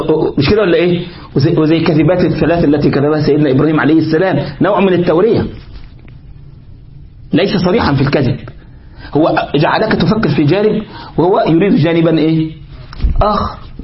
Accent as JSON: {"language": "Arabic", "country": "Egypt", "said": "انت تفهم بقى عندنا في مصر يقول في الرياض يبقى معناها ايه؟"}